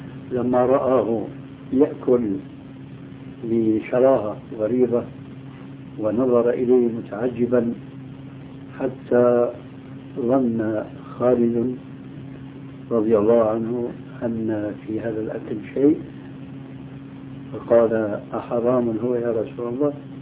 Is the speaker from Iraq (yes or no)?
no; Syria; يضرب المثل لبعض الناس عندنا في سوريا